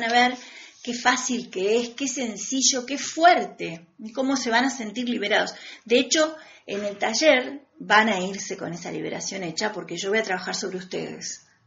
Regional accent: Argentina; El ángel del encuentro es lo que nos hace falta a este país como argentinos.

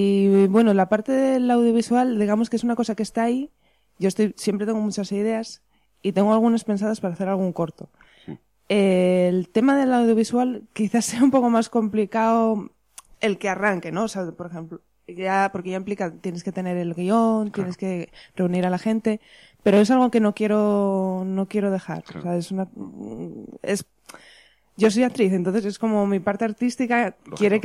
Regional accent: Asturias, Spain; also born or lived in Madrid; A pesar de volver a Asturias, era volver a empezar

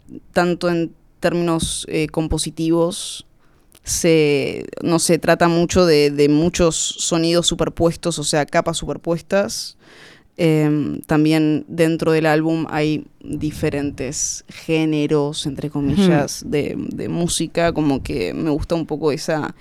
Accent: Argentina; moved away as an adult; now in Barcelona, Spain; Soy de Argentina, me vine a vivir a Barcelona a los 19 años.

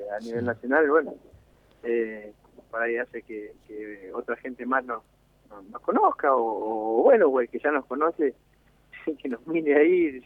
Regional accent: Choele Choel, Río Negro, Argentina; also born or lived in Viedma; now in Darwin, Argentina; cuando tenía unos 4 años, 5, antes de los 5, me vine a Chuele a vivir. Y bueno, viví toda mi juventud en Chuele ahí, mi infancia. Uh-huh. Y bueno, después por las cosas de la vida, me llevaron a Darwin

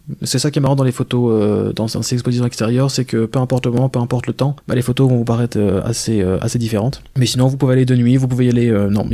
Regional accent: Gérardmer, Grand Est, France; j'ai grandi sur Gérardmer, donc il y a aussi pas mal de monde que je connais, qui me connaissent

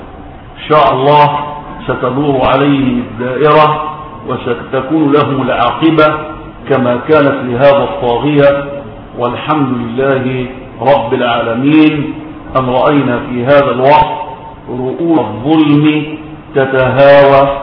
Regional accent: Egypt; في بلدنا مصر

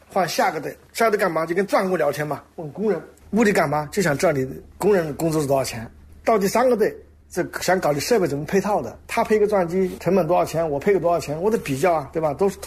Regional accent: China

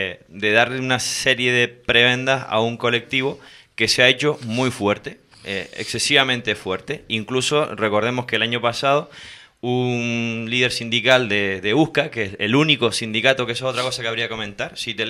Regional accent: Canary Islands, Spain; Y en los días libres me voy para mi tierra. Con lo cual, hay pocos controladores canarios en ese sentido.

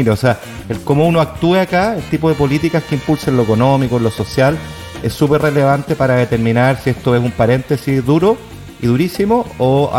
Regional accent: Chile; acá se nos vienen como chilenos meses muy, muy difíciles.

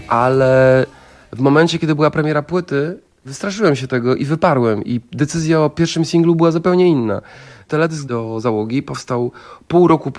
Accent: Wrocław, Lower Silesian Voivodeship, Poland; A ja nie jestem chłopakiem z Trójkąta. Jestem chłopakiem z jednej z najlepszych dzielnic we Wrocławiu, Biskupina.

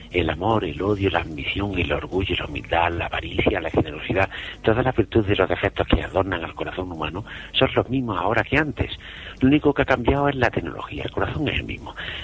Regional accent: Jaén, Andalusia, Spain; y luego con una aceitunita de mi tierra, de aquí de Jaén

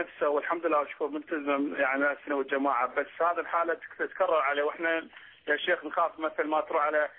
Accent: Kurdistan Region, Iraq; أنا من كردستان العراق.

